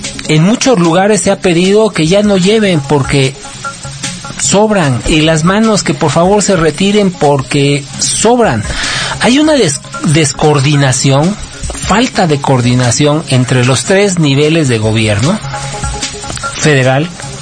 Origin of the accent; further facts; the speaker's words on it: Mexico; así somos todos los mexicanos.